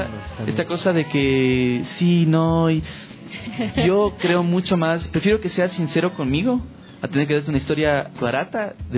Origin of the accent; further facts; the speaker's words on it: Quito, Pichincha, Ecuador; born there; yo sí nací aquí en Quito. Mi hermano mayor y yo nacimos en Quito, pero mi otro hermano y mi hermana nacieron en el exterior. Soy un poco más ecuatoriana que ellos.